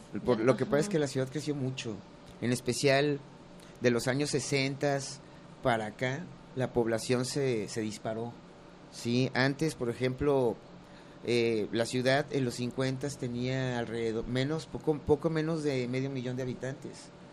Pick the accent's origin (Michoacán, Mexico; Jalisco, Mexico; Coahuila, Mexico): Jalisco, Mexico; Guadalajara; also born or lived in Lagos de Moreno; Yo nací en Lagos de Moreno, pero... Realmente toda mi vida he radicado aquí en Guadalajara desde que tenía un año. Y pues crecí, por decirlo así, porque soy muy chaparro. Sí, en un barrio